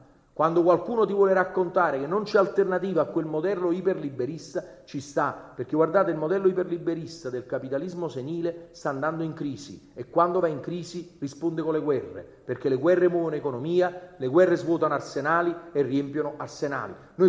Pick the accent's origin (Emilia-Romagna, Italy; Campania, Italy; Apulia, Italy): Campania, Italy; Naples; E allora lo dico per andare a chiudere da napoletano.